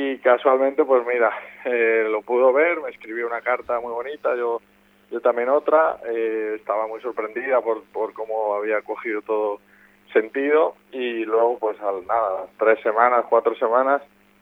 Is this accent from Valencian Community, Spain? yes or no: yes; Valencian Community, Spain; al final yo soy valenciano